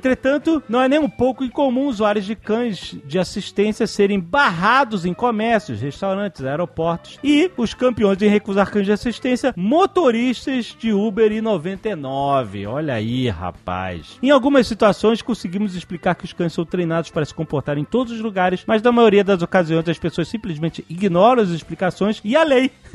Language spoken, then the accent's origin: Portuguese; São Paulo, Brazil; Como bom paulistano da gema que sou, venho aqui para defender